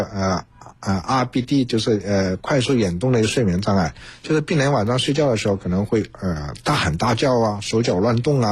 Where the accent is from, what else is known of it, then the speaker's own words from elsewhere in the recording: China; 那我们中国人口众多，目前也慢慢进入老年化社会了